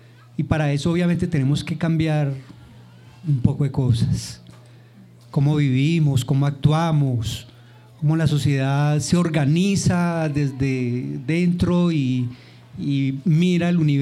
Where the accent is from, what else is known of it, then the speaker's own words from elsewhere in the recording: Santa Fe de Antioquia, Antioquia, Colombia; vengo desde Santa Fe de Antioquia.